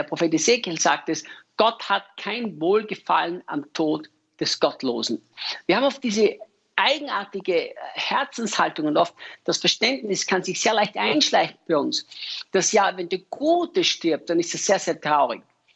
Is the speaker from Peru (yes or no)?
no; Austria; als Österreicher, der dem deutschsprachigen Raum dienen darf.